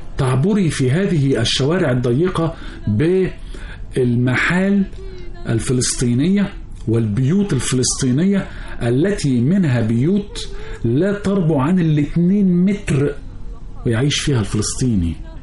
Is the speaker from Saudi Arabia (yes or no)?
no; Egypt; فلقيته أول ما عرف من اللكنة بتاعتي إن أنا مصري. نحن لكنتنا معروف